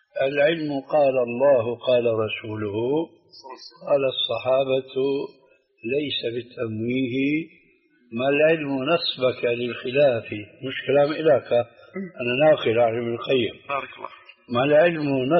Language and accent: Arabic; Syria; عندنا بسوريا بيقولوا العين مغرفة الكلام